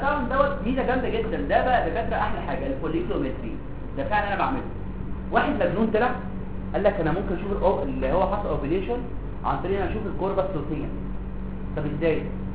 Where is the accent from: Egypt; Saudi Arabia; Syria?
Egypt; احنا برضه عندنا في مصر قله اكل السمك